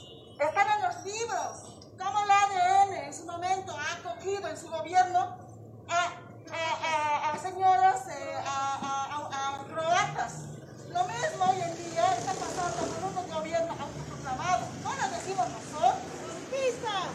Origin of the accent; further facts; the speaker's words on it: Bolivia; los dueños de esta patria, que somos los bolivianos, indígenas, campesinos, con todas sus etnias